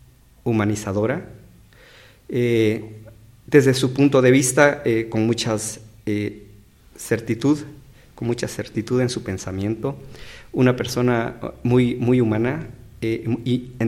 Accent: San Pedro Sacatepéquez, San Marcos, Guatemala; born there; yo vengo del interior del país. Nací en San Marcos, en San Pedro, Zacatepeques. Realicé mis estudios aquí en la capital

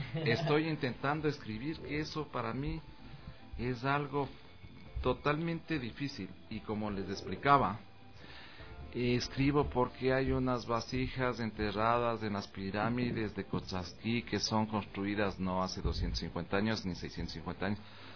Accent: Calacalí, Pichincha, Ecuador; ahí estoy yo con mi pueblo ahí. Con mi pueblo de Calacalí, incrustado en el centro del mundo

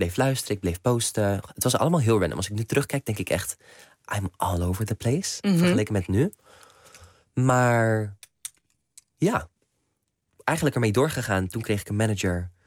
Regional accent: Netherlands; mijn ouders zijn Nederlands. Ik woon in Nederland. Ik ben misschien hier niet opgegroeid, maar ik ben wel Nederlander.

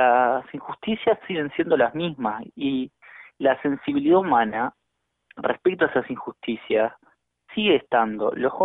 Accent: Montevideo, Uruguay; en particular yo soy de La Teja, estábamos con los compañeros acá en La Teja

